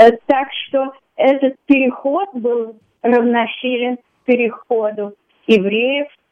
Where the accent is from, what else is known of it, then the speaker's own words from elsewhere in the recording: Russia; moved away as an adult; Я выехала из России в конце 78-го года